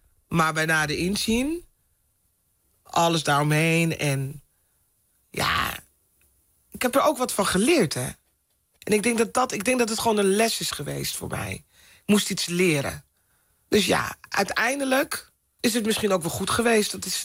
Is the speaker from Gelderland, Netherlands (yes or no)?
no; Amsterdam, North Holland, Netherlands; In Amsterdam. Ik ben opgegroeid in Amsterdam-Zuid.